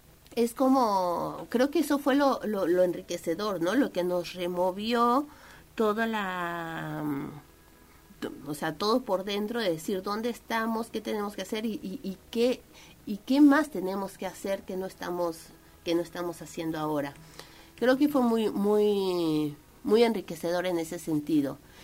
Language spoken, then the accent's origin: Spanish; Mexico; born there; yo nací en México y toda mi formación universitaria la hice muy cerca de los pueblos originarios